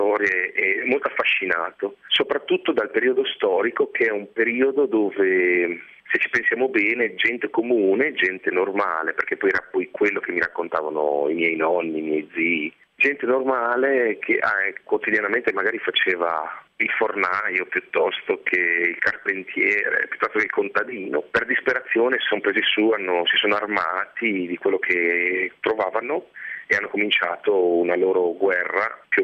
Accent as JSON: {"language": "Italian", "region": "Emilia-Romagna", "country": "Italy", "tie": "born or raised there", "said": "siamo cresciuti tutti in Emilia, zone molto radicate con una cultura molto forte"}